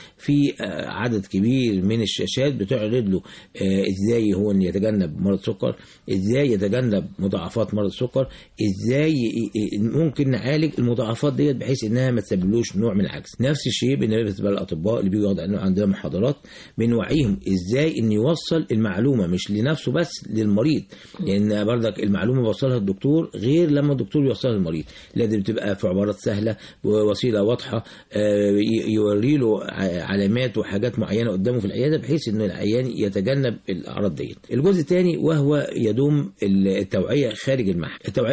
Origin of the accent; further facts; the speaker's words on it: Egypt; على مستوى العالم كله مش عندنا في مصر بس